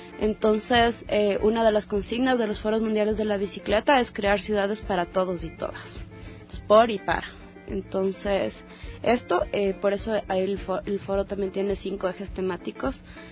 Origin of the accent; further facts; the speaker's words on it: Ecuador; Estamos súper emocionadas por eso, imagínense, como mujeres ecuatorianas, estar ahorita organizando esto.